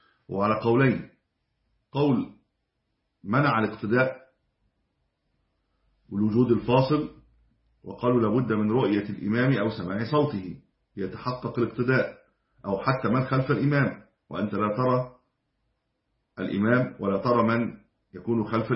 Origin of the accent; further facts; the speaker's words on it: Egypt; المساجد القديمة عندنا في مصر كانت في الدور الأعلى